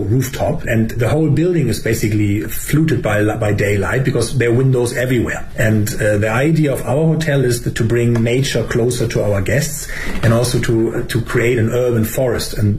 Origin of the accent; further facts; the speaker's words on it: Germany; I mean, I'm from Germany. We also don't have bamboo.